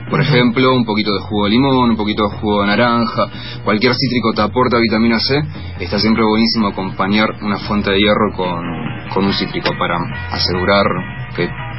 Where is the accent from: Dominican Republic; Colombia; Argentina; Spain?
Argentina; Río Negro; soy del Alto Valle de Río Negro y Neuquén